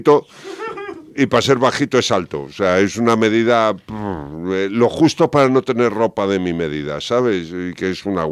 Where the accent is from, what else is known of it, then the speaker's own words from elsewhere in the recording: A Coruña, Galicia, Spain; En Coruña, yo soy de Coruña, soy gallego